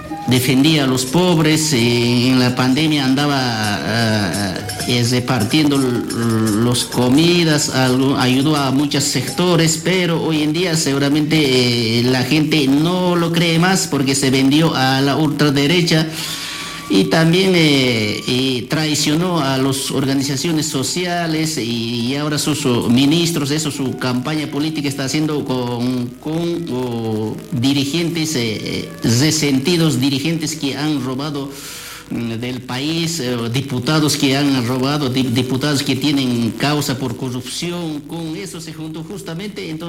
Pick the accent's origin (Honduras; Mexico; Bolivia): Bolivia; now in Argentina; Nosotros también somos una parte de Bolivia, que nosotros también tenemos nuestro derecho para elegir nuestro presidente.